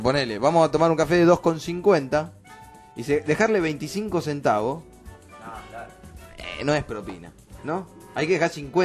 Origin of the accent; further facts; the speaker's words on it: Connecticut, United States; born there; Spanish is a second language; porque yo, ya saben, nací en Connecticut y se me sigue mezclando el inglés